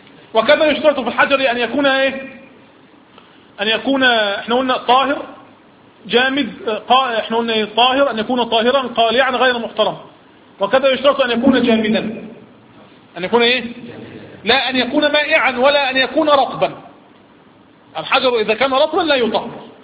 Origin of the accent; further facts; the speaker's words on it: Egypt; اسم لشجرة تعرف عندنا في مصر بالصنط